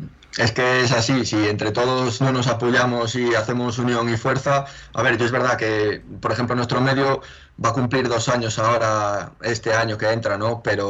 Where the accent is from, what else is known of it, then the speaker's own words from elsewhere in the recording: Castile and León, Spain; Soy del Bierzo, sí.